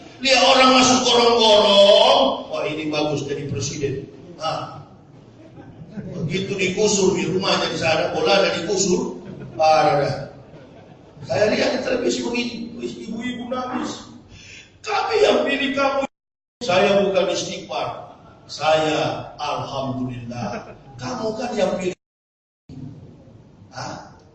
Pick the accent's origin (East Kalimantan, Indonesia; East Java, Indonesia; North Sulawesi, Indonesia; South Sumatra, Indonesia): North Sulawesi, Indonesia; Manado; saya orang Manado, tinggal di Manado, lahir di Manado, Manado asli, besar sekolah di Manado.